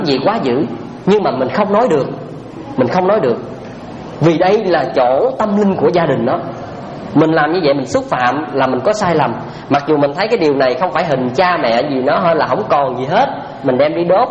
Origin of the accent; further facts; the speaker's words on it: Trà Ôn, Vĩnh Long, Vietnam; ở quê tôi ở Trà Ôn á, có một cái chuyện mà ngày hôm nay vẫn còn di chứng lại đó.